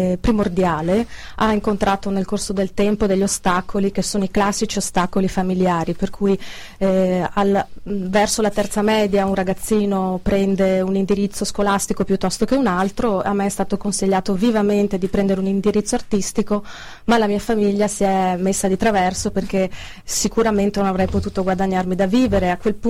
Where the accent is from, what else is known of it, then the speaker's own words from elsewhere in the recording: Padua, Veneto, Italy; Sono di Padova e quindi conosco bene i suoi affreschi